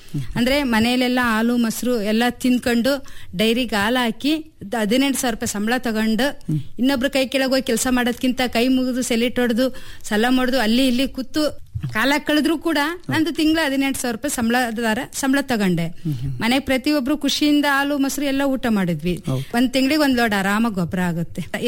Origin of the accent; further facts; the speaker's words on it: Bhimanere, Karnataka, India; ನಂದು ದಾವಣಗೆರೆ ಜಿಲ್ಲೆ ಹಿರೇಕೋಗ್ಲೂರ್ ಹತ್ರ ಒಂದು ಭೀಮನೆರೆ ಅಂತ ಹೇಳಿ ಒಂದು ಗ್ರಾಮ. ಹಳ್ಳಿಯಲ್ಲಿ ಹುಟ್ಟಿದ್ದು, ಹಳ್ಳಿಯಲ್ಲೇ ಬೆಳೆದಿದ್ದು.